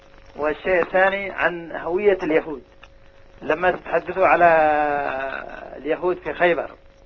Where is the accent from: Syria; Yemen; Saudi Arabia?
Yemen; نحن مثلا عندنا في اليمن يهود اليمن أصولهم نعترف أنها أصول يمنية